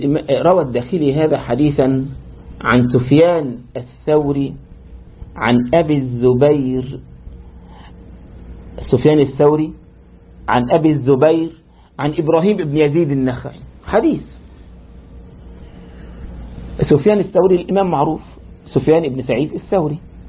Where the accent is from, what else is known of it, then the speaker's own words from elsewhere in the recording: Egypt; يعني عندنا في مصر لما واحد مثلا يغلط